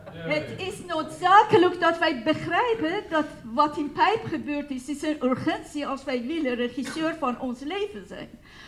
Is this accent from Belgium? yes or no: no; Iran; Dutch is a second language; moved away; Ik ben van Iran gevlucht.